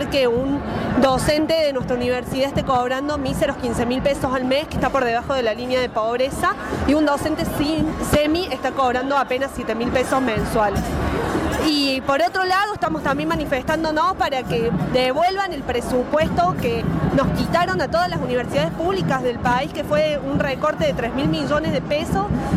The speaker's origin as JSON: {"language": "Spanish", "region": "Córdoba", "country": "Argentina", "said": "soy estudiante de la Facultad de Filosofía, estudio Historia, soy de acá de Córdoba"}